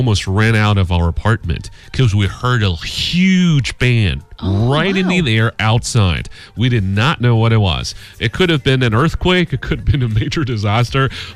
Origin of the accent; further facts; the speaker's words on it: China; you're talking to a Chinese